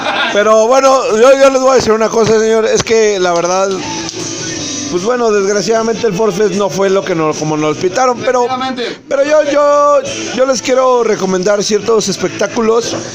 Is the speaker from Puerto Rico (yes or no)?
no; Mexico; Muchas veces por querer copiar estilos o situaciones nos va muy mal como mexicanos.